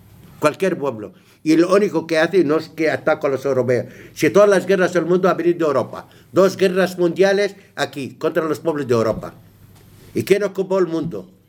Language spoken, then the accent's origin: Spanish; Palestine; Me preocupa mi gente que está en el matadero. Es que no hay humanidad hoy día. El pueblo palestino está en el matadero